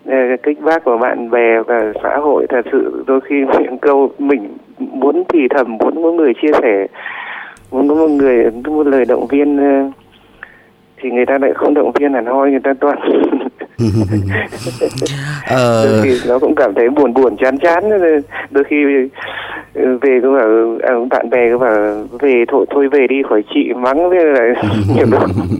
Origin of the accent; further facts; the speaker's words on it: Bac Ninh, Vietnam; tôi quê ở Bắc Ninh.